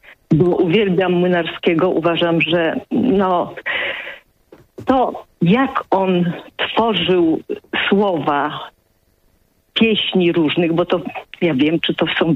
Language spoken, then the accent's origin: Polish; Wrocław, Lower Silesian Voivodeship, Poland; moved away as an adult; also born or lived in Łódź; now in Warsaw, Poland; A potem rodzice przyjechali do Wrocławia i tam do końca studiów byłam, a po studiach wyjechałam do Warszawy na dalsze szkolenie